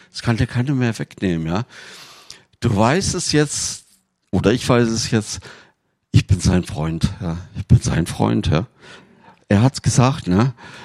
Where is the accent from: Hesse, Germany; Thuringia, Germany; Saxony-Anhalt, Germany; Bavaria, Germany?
Thuringia, Germany; wir kommen ja aus Thüringen, wir hatten damals noch kein Telefon und ich war in Tübingen